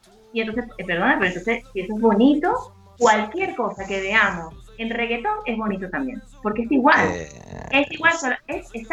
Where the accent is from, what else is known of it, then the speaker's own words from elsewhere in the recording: Venezuela; Nosotros en mi tierra, en Venezuela, la salsa y el merengue se baila y la pareja está muy pegada.